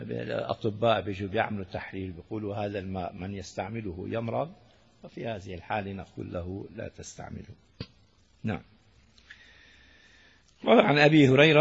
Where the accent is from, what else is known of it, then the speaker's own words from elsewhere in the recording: Damascus, Damascus Governorate, Syria; كان بزمانه عندنا في دمشق الشام الدفعة تساوي قلتين